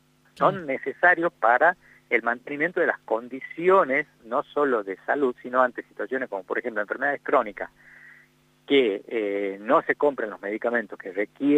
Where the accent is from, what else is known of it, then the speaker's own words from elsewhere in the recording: Tucumán, Argentina; casos graves que han sucedido acá en Tucumán, de donde soy yo, por supuesto